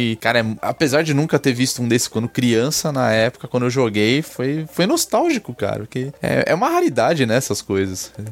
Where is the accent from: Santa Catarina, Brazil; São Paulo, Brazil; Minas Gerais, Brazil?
São Paulo, Brazil; Eu lembro de ir em shopping, e tinha um aqui, eu sou de São Paulo, né?